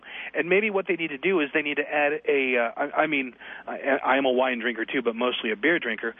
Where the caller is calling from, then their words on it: Las Vegas, Nevada, United States; And the problem is that I'm calling from Las Vegas. I stream your show every day from my office.